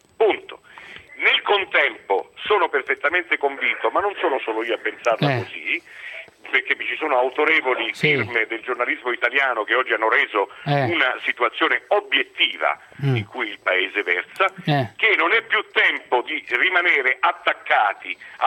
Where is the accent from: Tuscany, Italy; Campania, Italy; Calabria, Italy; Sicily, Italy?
Calabria, Italy; in cui lamentavo il disastro compiuto nei confronti della mia terra, che è una terra devastata e soprattutto devastata dalla politica.